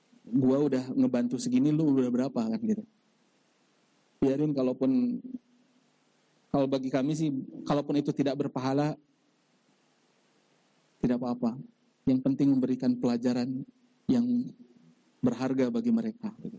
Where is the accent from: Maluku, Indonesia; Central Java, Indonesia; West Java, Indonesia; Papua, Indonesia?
West Java, Indonesia; Bandung; born there; now in Timika, Indonesia; lahir di Bandung. Saat ini tinggal di Timika.